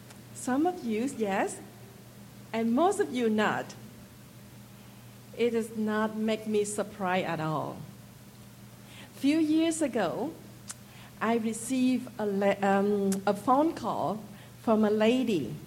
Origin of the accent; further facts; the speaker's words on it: Trang Bang, Tay Ninh, Vietnam; English is a second language; I grew up in Trang Bang. It is a very small village in South Vietnam.